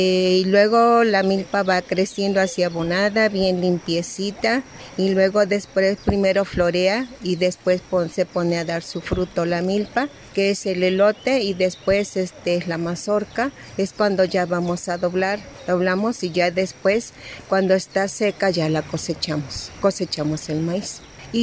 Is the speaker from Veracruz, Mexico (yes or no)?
yes; Matlalapa, Veracruz, Mexico; vengo de la comunidad de Matlalapa, municipio de Xico.